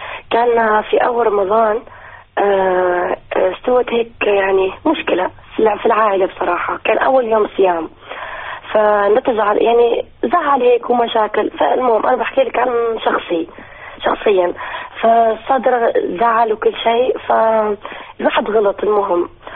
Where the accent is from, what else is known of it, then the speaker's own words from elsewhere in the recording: Tunisia; أنا منتقبة في تونس، أنا أصلا تونسية.